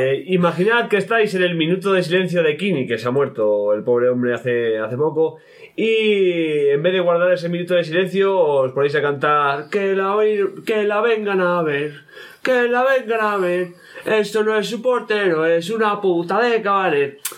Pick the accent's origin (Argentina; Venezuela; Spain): Spain; es que somos españoles